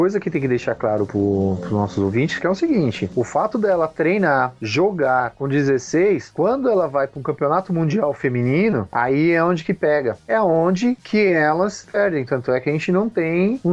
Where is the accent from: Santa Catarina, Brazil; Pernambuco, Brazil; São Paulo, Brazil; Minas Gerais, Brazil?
Pernambuco, Brazil; Olinda; Exatamente, eu sou pernambucano, Diego. De Olinda, hein? Olha só, terra do frevo.